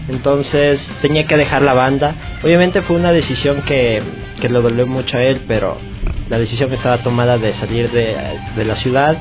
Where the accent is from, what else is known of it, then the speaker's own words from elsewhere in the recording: Quito, Pichincha, Ecuador; Somos de Luluncoto.